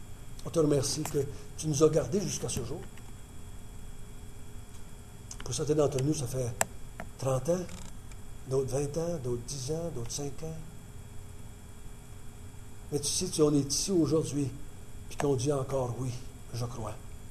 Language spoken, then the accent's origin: French; Quebec, Canada; quand je parle en tant que Québécois, j'ai été élevé comme catholique, comme la plupart d'entre vous. Là, 50 ans, quand je suis venu au monde, un peu plus que 50 ans maintenant